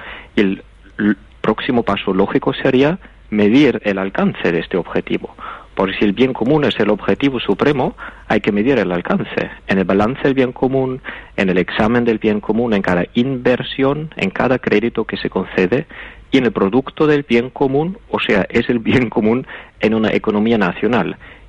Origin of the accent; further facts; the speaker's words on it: Austria; el rechazo del sistema actual es igual de grande en mi país, en Austria